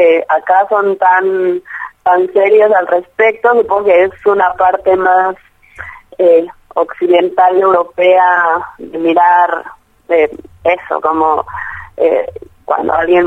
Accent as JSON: {"language": "Spanish", "country": "Mexico", "tie": "born or raised there", "moved": "yes", "said": "yo crecí en México y la muerte no es un tabú."}